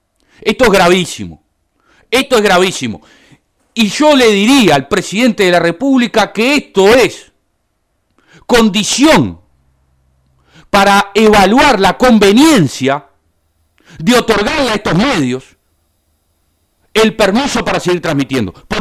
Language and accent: Spanish; Uruguay; Somos todos los uruguayos los propietarios de las frecuencias.